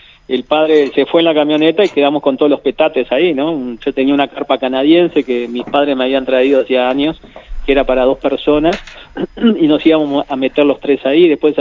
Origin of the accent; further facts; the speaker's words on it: Mercedes, Soriano, Uruguay; also born or lived in Durazno / San José / Tacuarembó; yo soy de Mercedes, pero viví hasta los 6 años y después a mi padre lo trasladan ahí a Durazno, que era gerente del banco comercial, y yo viví en Durazno 5 años